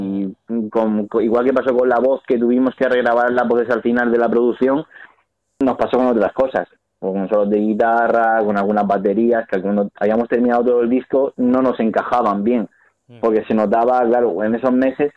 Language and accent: Spanish; Murcia, Region of Murcia, Spain; nosotros somos de Murcia y él tiene el estudio en Bilbao